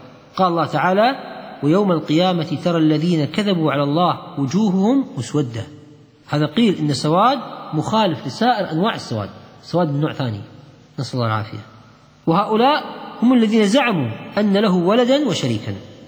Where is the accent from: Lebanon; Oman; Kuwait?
Kuwait; المسلة هي اللي احنا نسميها عندنا في الكويت الميبر